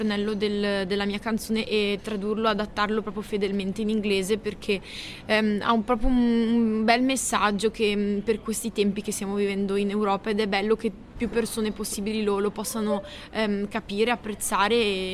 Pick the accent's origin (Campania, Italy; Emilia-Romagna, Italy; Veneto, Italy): Veneto, Italy; Bassano del Grappa; Bassano, che è la mia città natale, Bassano del Grappa